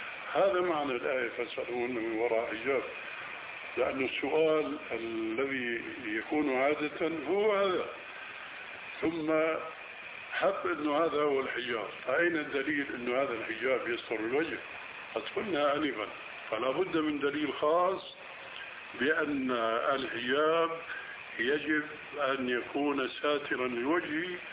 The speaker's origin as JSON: {"language": "Arabic", "country": "Syria", "said": "ونحن ما قلنا ذلك كما يقولون عندنا بالشام تشليطا"}